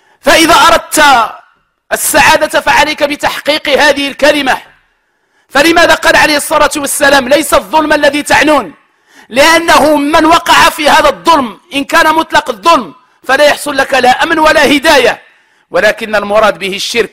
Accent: Morocco

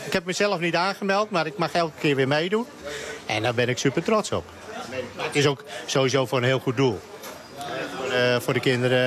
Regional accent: Heerenveen, Friesland, Netherlands; Ik ben een Fries. Kom uit Heerenveen, waar de mooiste voetbalclub vandaan komt.

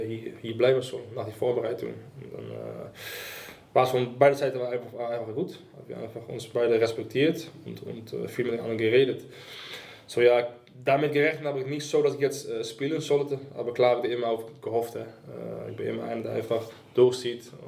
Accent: Suriname; German is a second language; now in Wolfsburg, Germany; Ich komme aus Suriname, Südamerika, aus einem Land neben Brasilien.

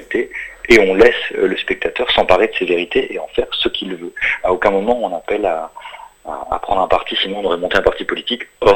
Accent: France; born there; je suis né en France, je ne viens pas de ce pays-là, je ne viens ni de Palestine ni d'Israël.

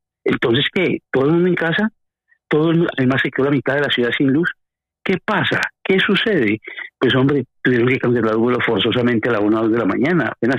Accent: Madrid, Community of Madrid, Spain; No, yo soy de Madrid también.

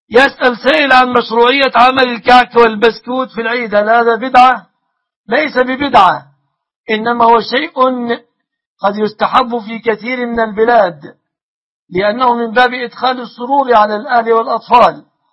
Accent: Egypt; بلادنا مصر

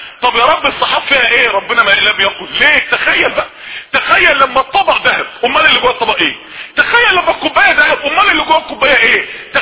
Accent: Mansoura, Dakahlia, Egypt; ما يعرفوش ان انا من المنصوره بس ولا حاجه

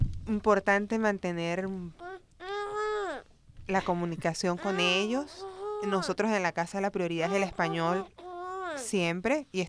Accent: Venezuela; now in United States; Yo soy de Venezuela, mi esposo es de México

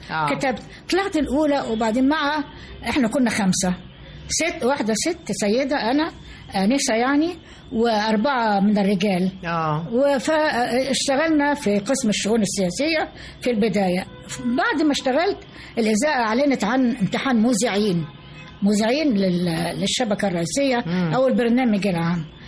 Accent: Port Said, Port Said Governorate, Egypt; أنا جاي من بورسعيد ولا أعرف شيء عن القاهرة

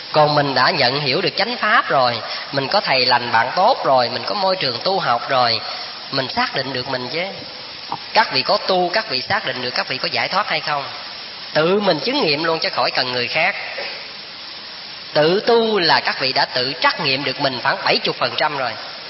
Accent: Vĩnh Long, Vietnam; Các vị biết quê tôi ở Vĩnh Long, xuất thân từ tổ đình Phước Hậu, là cái chùa của sư cụ Khánh Anh ngày xưa đó.

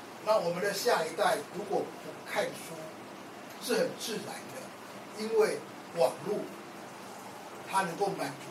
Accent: Taiwan; 我是土生土长的台湾，我的祖先是在乾隆的时候到台湾来，所以我觉得我是台湾人。我太太是澎湖人，我们家跟北京没有关系。我们家也不听京剧，我们听也听歌仔戏

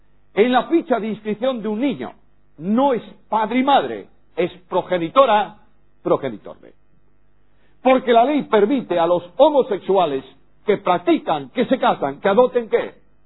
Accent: Spain; En España, en mi país, se han eliminado el aspecto sexo masculino y sexo femenino

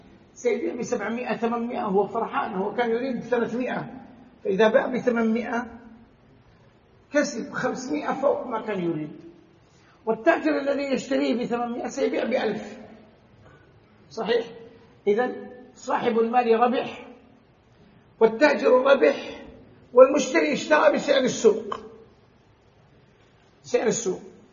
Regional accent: Saudi Arabia; يعني أضرب لكم مثل بما عندنا في البلد، عندنا في السعودية الغنم غالية جدا

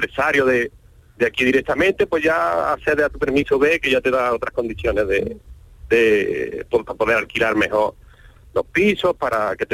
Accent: Córdoba, Andalusia, Spain; now in Switzerland; Yo soy cordobés, de un barrio muy bonito, del barrio de la Judería.

